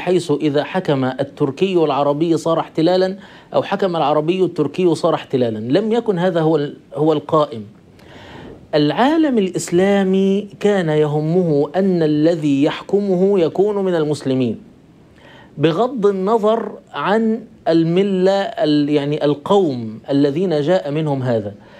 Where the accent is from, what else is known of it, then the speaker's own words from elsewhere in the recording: Egypt; نحن عندنا في مصر